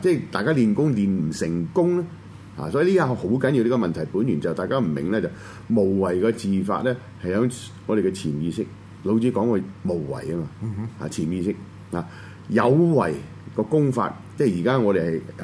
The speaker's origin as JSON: {"language": "Cantonese", "country": "China", "said": "咁你呢邊咧中間咧，我哋中國人就叫咩？"}